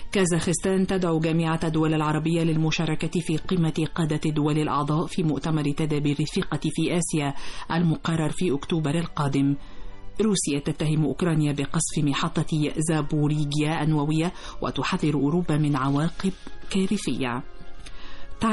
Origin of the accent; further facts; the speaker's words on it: Egypt; احنا كمان فخورين ان احنا مصريين